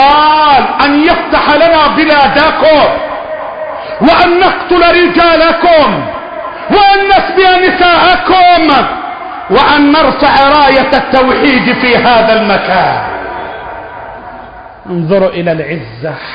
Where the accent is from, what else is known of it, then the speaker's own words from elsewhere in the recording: Egypt; اللهم احفظ بلدنا مصر